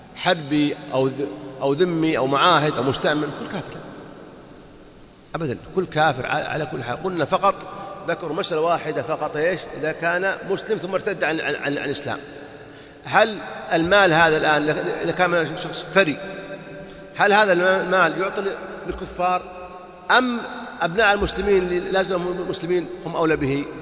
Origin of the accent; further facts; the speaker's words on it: Saudi Arabia; يوزعون الإفتاء عندنا في السعودية